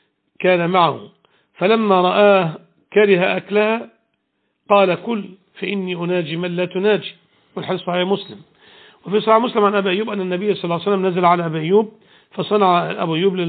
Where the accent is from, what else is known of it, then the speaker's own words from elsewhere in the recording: Egypt; وبعض أهل العلم قال بأن هي مصر المعروفة الآن، بلدنا مصر